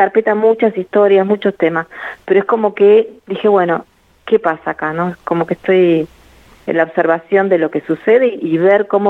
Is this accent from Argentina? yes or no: yes; Argentina; now in Germany; Es inquietante verse como argentino, eso quiero decir.